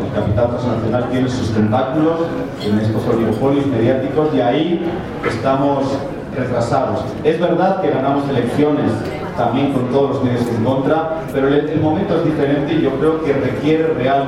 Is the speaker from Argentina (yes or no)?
no; Basque Country, Spain; now in Bolivia; aunque soy vasco de identidad y boliviano de adopción y nacionalizado, pero ahora estoy pensando como europeo.